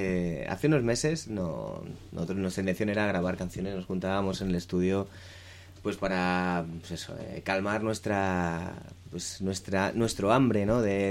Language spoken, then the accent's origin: Spanish; Alicante, Valencian Community, Spain; somos seis músicos de Alicante que realmente pues tenemos otras inquietudes artísticas